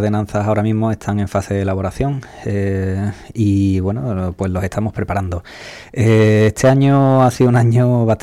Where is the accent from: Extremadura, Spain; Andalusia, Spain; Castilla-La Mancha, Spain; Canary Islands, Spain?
Andalusia, Spain; Ubrique; felicitarnos a todos los andaluces, ubriqueños también, como buenos andaluces que somos